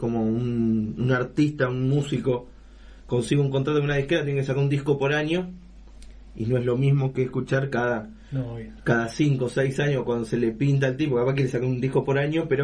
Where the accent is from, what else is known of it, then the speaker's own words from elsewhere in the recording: San Lorenzo, Santa Fe, Argentina; hay gente que digo, soy de San Lorenzo.